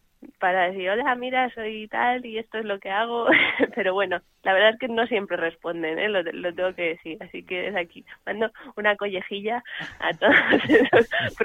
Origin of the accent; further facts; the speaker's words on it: Extremadura, Spain; yo que soy de aquí, de Extremadura, y todavía vivo por aquí, pues tengo más fechas por aquí cerquita